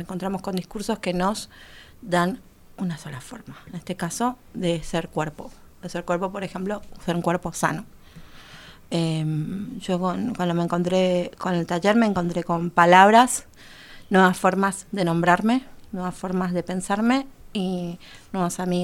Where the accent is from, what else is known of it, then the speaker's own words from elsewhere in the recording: Paraguay; soy paraguaya, vivo... Estoy parecida en la ciudad, pero estoy fuera de la ciudad. Hace 18, 19 años.